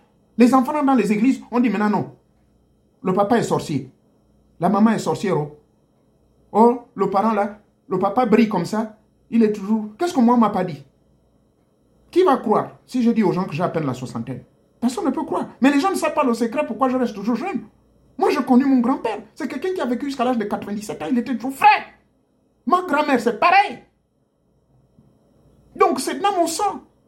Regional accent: Gabon; chez moi au Gabon

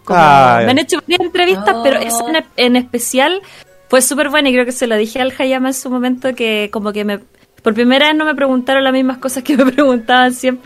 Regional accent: Concepción, Biobío, Chile; yo soy de Concepción y hay un canal regional allá en Concepción que se ve solo allá

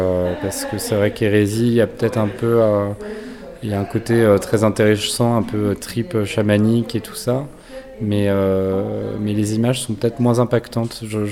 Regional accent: Nantes, Pays de la Loire, France; comme je viens de Nantes, donc la ville de Jules Verne, du surréalisme et aussi du Hellfest, je porte un peu ces thématiques nantaises avec moi.

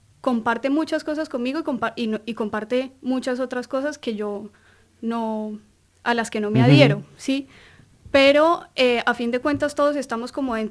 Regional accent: Colombia; now in Argentina; desde siendo colombianos, somos muchos los colombianos que estamos acá en Argentina

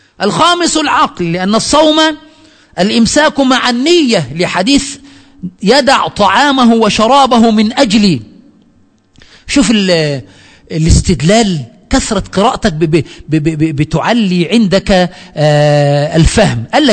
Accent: Egypt; هنا من الأمور السيئة التي وجدت عندنا في مصر

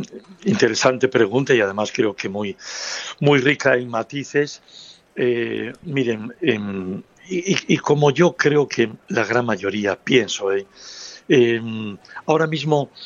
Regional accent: Asturias, Spain; después me acerqué aquí a mi tierra asturiana y a mi pueblo

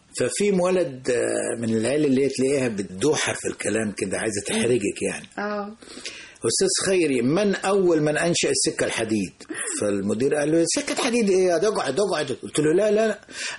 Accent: Nag Hammadi, Qena Governorate, Egypt; نجا حمادي.

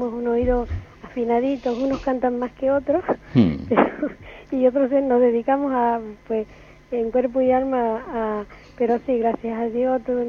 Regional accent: Canary Islands, Spain; soy canaria de las 7 islas.

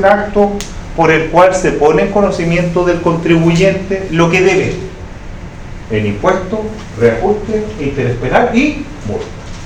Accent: Santiago, Santiago Metropolitan Region, Chile; now in Concepción, Chile; ¿Yo dónde vivo? En Conce. Soy santiaguino, pero estoy radicado en Conce.

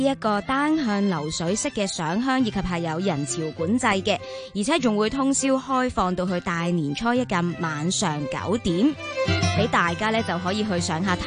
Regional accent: Hong Kong; 呢一样嘢咧，好似已经变成咗我哋香港人嘅一啲习俗回忆咁样。

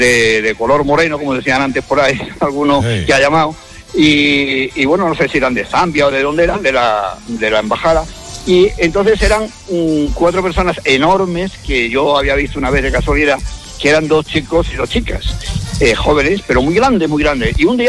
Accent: Andalusia, Spain; now in Madrid, Spain; yo cuando me casé vivía en un piso, en un barrio de Madrid, yo aunque soy andaluz, vivo en Madrid

